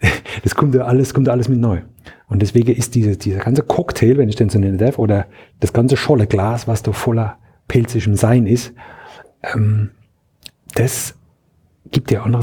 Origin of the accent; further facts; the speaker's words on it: Mannheim, Baden-Württemberg, Germany; born there; Ich bin in Mannheim geboren und Mannheim war oder ist, so muss ich anfangen, Mannheim ist heute in einem anderen Bundesland